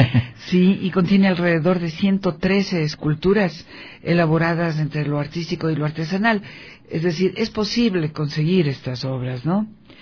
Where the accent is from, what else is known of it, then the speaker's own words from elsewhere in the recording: Ecuador; nos enorgullece como ecuatorianos